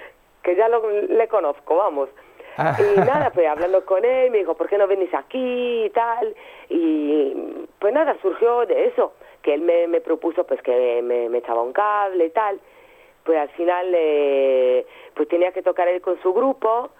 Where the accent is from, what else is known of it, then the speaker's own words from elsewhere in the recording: Sardinia, Italy; Spanish is a second language; la primera vez que salimos fuimos a Cerdeña, que es mi isla.